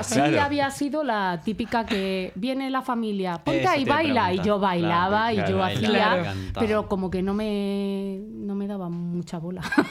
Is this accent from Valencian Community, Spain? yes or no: yes; Alicante, Valencian Community, Spain; de pequeña vivía en Alicante